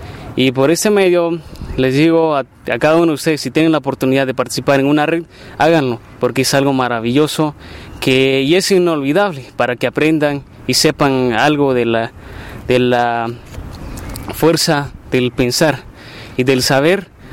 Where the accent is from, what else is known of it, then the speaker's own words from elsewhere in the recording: Culco, Baja Verapaz, Guatemala; vengo de Culco, Baja Verapaz